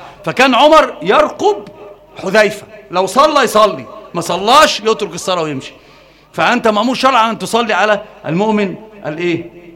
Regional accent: Alexandria, Alexandria Governorate, Egypt; لا انا مش معوق، انا اسكندراني.

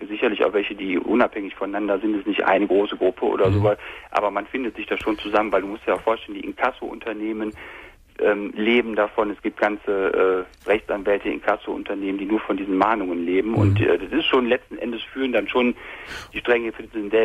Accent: North Rhine-Westphalia, Germany; Ich komme aus der Nähe von Köln.

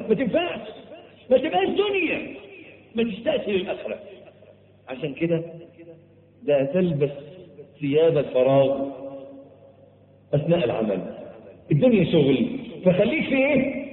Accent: Egypt; عندنا في مصر معلش تلاقي الواد الميكانيكي

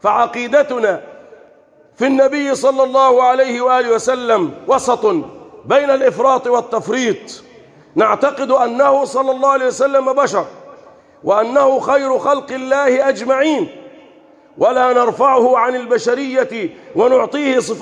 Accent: Egypt; اللهم احفظ بلدنا مصر

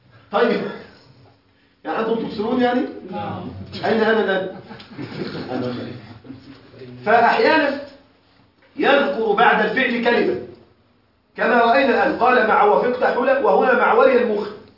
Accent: Egypt; عندنا في مصر أكلة مشهورة جدا تسمى الكوارع

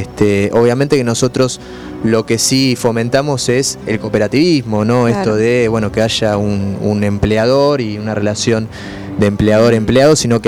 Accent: Buenos Aires, Argentina; Nosotros somos del barrio de Mataderos

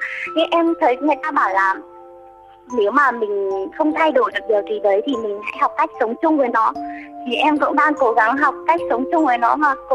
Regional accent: Bac Giang, Vietnam; now in Hanoi, Vietnam; Em đi học, em ở chỗ ở trên Hà Nội chị ạ. Còn quê của em thì ở Bắc Giang thôi, mẹ em ở Bắc Giang.

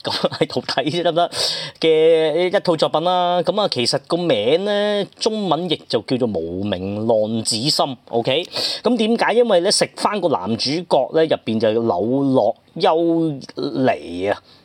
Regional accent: Hong Kong; 就我哋香港人應該會知啦

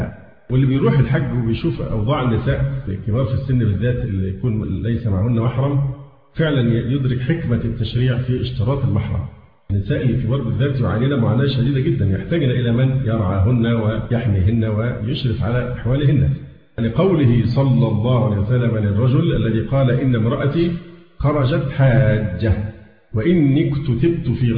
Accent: Egypt; فحتى الآن الحالات عندنا في مصر والله الحمد قليلة جدا

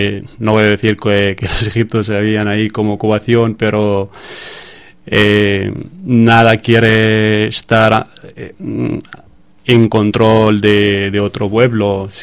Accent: Gaza, Gaza Strip, Palestine; Spanish is a second language; soy de Gaza, no sé, pero nació yo y mi padre como refugiados en Gaza. Entonces he vivido toda mi vida ahí en Gaza como refugiado, pero sigue diciendo que soy de Gaza porque es mi tierra.

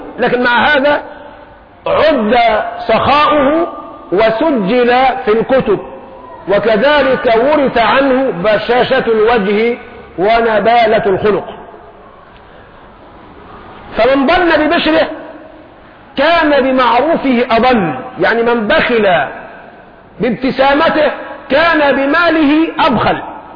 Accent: Egypt; انا مصري خايب، عارف خايب يعني ايه؟ انجليزي عندي ضعيف، قراءة مش نطق.

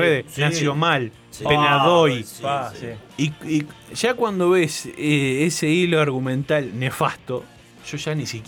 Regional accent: Montevideo, Uruguay; yo nací en La Blanqueada, nací en 8 de octubre y Jaime Civils. El destino hizo que me criara en el barrio Peñarol. En el medio del barrio Peñarol.

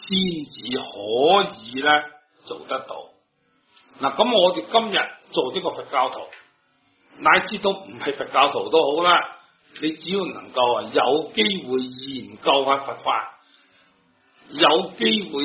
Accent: China; 我就是中国人，我们只是懂得这个中国字

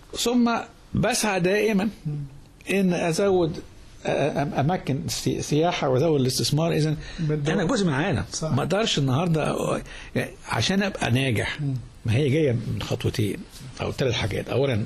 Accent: Egypt; إحنا بلد عايشة في قارتين في أفريقيا وفي آسيا. سيناء دي مش أفريقيا دي في آسيا. أنا عايش على بحرين بحر الأبيض والأحمر.

